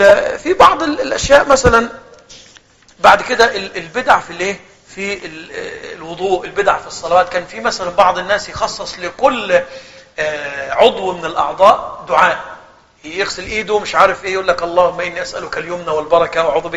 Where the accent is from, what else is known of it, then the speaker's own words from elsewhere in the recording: Egypt; احنا مثلا عندنا في مصر خلاص الأمور دي اختفت